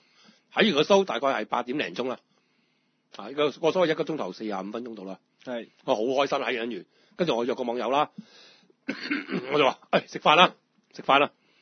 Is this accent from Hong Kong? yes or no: yes; Hong Kong; 我係香港人。